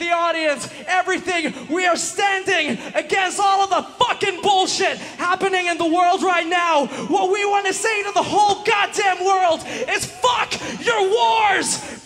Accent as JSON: {"language": "English", "country": "Finland", "said": "from Finland, and we are four fucking guys from up north, but we came here to the UK to Bloodstock for the first time to play some metal"}